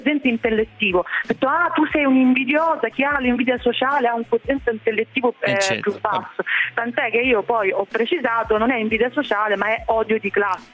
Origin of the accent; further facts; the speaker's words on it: Catania, Sicily, Italy; tutte perché sono di Catania